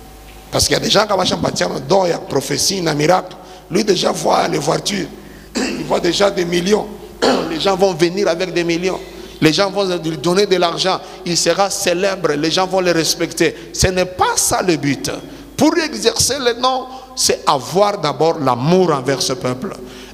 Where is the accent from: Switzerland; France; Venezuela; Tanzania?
Tanzania; ça s'est fait là chez nous en Tanzanie.